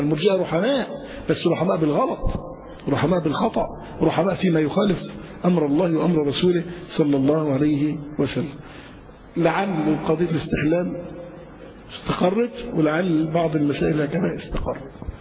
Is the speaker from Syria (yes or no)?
no; Egypt; يبقى الناس عندنا في مصر فيهم بلاوي كثيرة جدا